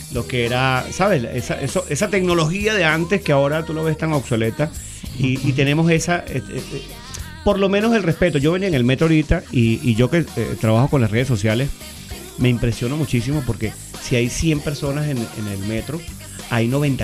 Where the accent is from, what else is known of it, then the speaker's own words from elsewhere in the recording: Caracas, Capital District, Venezuela; yo soy caraqueño y los caraqueños de por sí nos gusta mucho el género latino, la salsa, el merengue. Yo soy de los años...